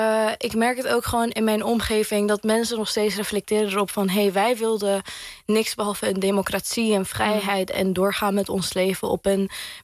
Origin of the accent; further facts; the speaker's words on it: Syria; de goede momenten die wij als mensen, als Syriërs hebben gehad in onze nieuwe landen. Maar ook in onze thuisland en onze moederland.